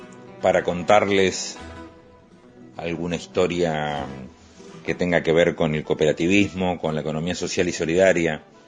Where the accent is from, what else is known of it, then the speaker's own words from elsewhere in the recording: Luján, Buenos Aires Province, Argentina; en el año 1988, definió que yo me quedara a echar raíces en mi pueblo, en mi ciudad.